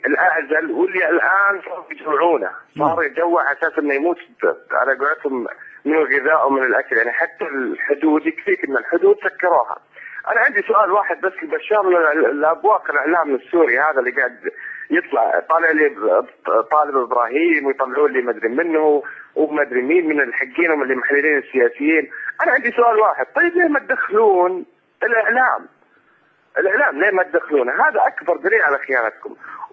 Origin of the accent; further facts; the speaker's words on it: Saudi Arabia; طال عمرك اتحدث من السعوديه من المملكه العربيه السعوديه.